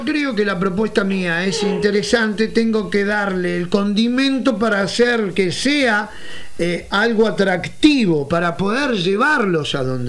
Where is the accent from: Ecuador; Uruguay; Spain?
Uruguay; Montevideo; yo soy de Montevideo, pero acá departamentalmente pasa exactamente lo mismo